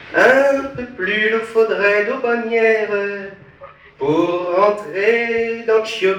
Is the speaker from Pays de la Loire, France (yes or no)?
yes; Pays de la Loire, France; J'habite la Vendée, enfin, je viens de Vendée, donc je suis à Bruxelles